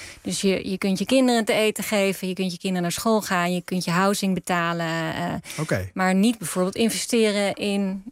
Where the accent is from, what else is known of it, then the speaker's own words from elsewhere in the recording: Netherlands; En als Nederlanders zijn we ook heel erg dol op koffie.